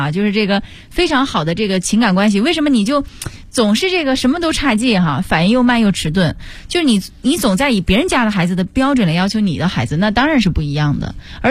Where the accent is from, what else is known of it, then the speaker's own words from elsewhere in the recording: Shandong, China; 像我们老家哈、啊，山东人就说什么那个叫打是亲，骂是爱啊